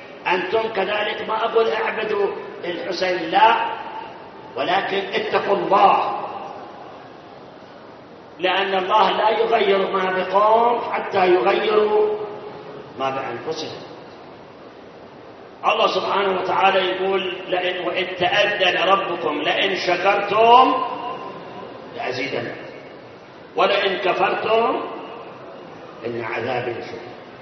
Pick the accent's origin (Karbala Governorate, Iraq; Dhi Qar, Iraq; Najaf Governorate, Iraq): Karbala Governorate, Iraq; Karbala; moved away; أنا أتذكر يوم 1971 يوم اللي احنا هربنا من كربلاء